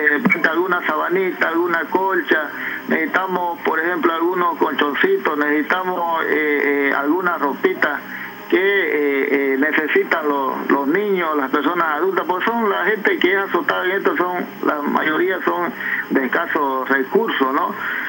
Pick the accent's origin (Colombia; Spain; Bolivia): Bolivia; Pando; los que somos acá de Pando, históricamente yo he sufrido una de ellas, digamos, hace 20 años